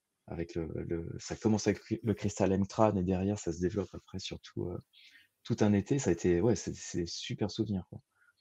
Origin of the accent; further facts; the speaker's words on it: Brittany, France; donc moi je suis breton à la base